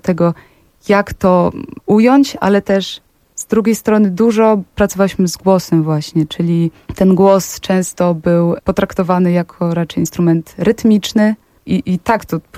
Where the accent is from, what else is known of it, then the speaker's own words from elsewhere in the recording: Podlaskie Voivodeship, Poland; ja pochodzę z Podlasia.